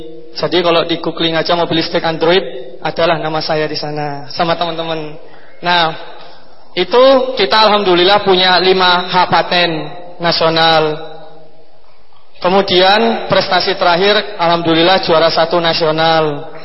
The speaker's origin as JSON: {"language": "Indonesian", "town": "Barus", "region": "North Sumatra", "country": "Indonesia", "tie": "born or raised there", "said": "Saya anak desa. Saya MTS di Barus. Nama desa saya itu Barus. Jadi Barus ini tempat Islam pertama kali masuk ke Indonesia. Jaraknya 11 jam dari kota Medan. Benar-benar desa."}